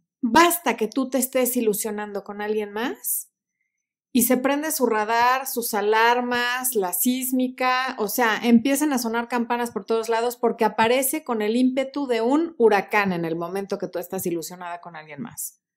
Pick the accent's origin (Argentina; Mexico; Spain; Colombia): Mexico; O dicho más coloquialmente, como decimos en México, ni pichan, ni cachan, ni dejan batear.